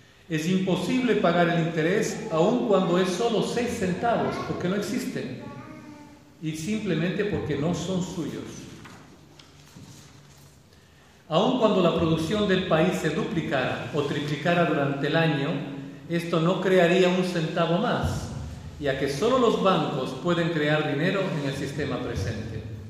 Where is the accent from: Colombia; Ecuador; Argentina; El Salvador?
Ecuador; Quito, Pichincha; la ciudad donde yo vivo, Quito, yo soy quiteño, nací en Quito